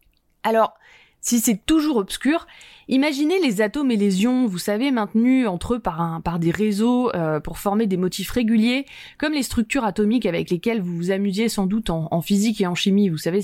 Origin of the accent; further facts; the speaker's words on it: Chamonix, Auvergne-Rhône-Alpes, France; des roses comme par chez moi, à Chamonix par exemple